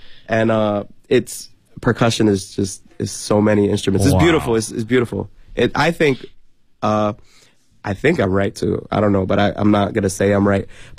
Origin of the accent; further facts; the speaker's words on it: New York City, New York, United States; Well, no, because I'm from New York, from New York City.